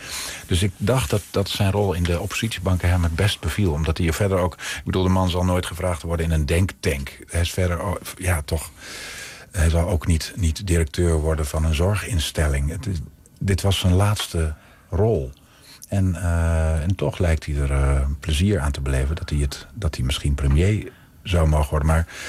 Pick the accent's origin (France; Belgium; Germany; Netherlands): Netherlands; Overijssel; tenminste waar ik vandaan kom, uit Twente.